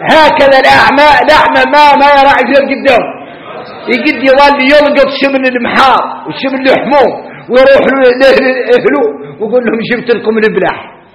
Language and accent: Arabic; Mauritania; احنا موريتاني دائما عندنا أسواق خارجي